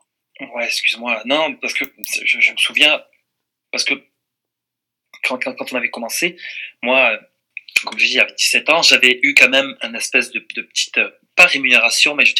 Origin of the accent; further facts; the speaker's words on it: France; moved away; ça fait longtemps que j'ai quitté la France aussi